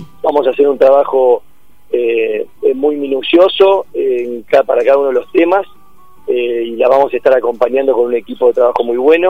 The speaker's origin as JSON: {"language": "Spanish", "country": "Argentina", "said": "somos todos argentinos, estamos acá, y queremos lo mejor para nuestra patria"}